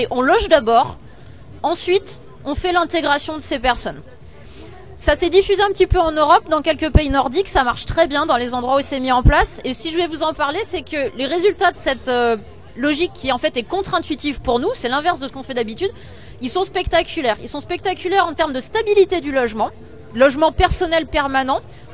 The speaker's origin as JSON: {"language": "French", "town": "Nantes", "region": "Pays de la Loire", "country": "France", "said": "Nous, on est de Nantes."}